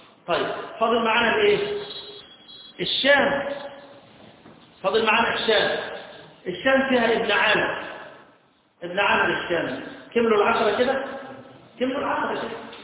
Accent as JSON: {"language": "Arabic", "region": "Upper Egypt", "country": "Egypt", "said": "مفروض قراءتنا احنا كمصريين قراءه اللي هي قراءه ورش،"}